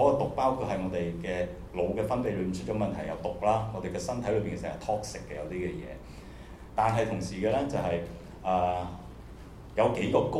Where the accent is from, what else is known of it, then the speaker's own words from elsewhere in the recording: China; 我哋中國人可能都好多時候會講啲嘢